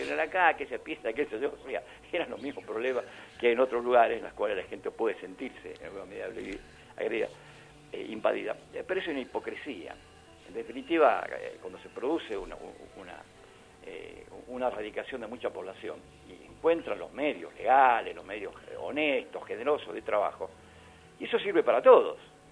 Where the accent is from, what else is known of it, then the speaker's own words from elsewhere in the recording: Argentina; Nosotros somos ciudadanos que se supone que somos argentinos.